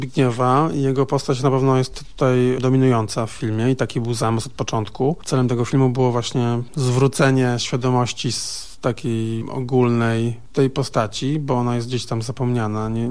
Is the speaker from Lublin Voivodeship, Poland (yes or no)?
no; Gdańsk, Pomeranian Voivodeship, Poland; Ja jestem z Gdańska